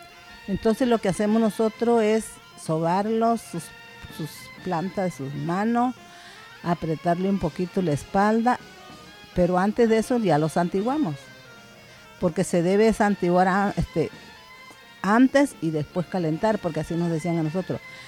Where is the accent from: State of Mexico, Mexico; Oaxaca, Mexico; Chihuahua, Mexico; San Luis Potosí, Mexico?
Oaxaca, Mexico; Zanatepec; soy de Zanatepec, un pueblito del Istmo, muy hasta el rinconcito por acá.